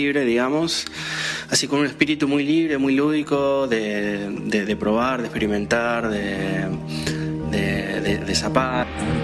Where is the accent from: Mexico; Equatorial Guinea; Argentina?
Argentina; Formosa; now in Buenos Aires, Argentina; músico guitarrista, soy de Formosa y vivo en Buenos Aires hace un par de años.